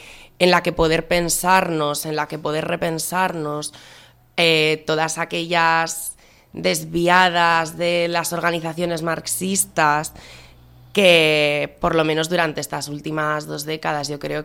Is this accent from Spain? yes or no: yes; Aragon, Spain; soy de Aragón y me interesa muchísimo la experiencia del Consejo de Aragón